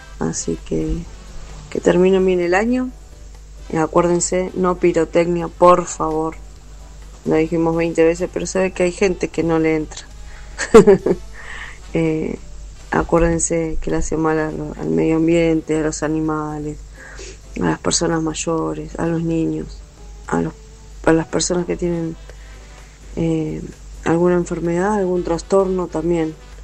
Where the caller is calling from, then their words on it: Quilmes, Buenos Aires Province, Argentina; de Quilmes.